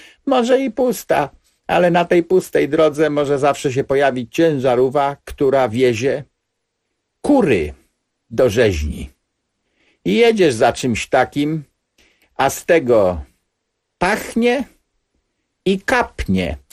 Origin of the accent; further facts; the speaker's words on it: Pomeranian Voivodeship, Poland; U mnie na Kociewiu nie mówi się plewić ani pielić, jak w centralnej Polsce, tylko mówi się hakować.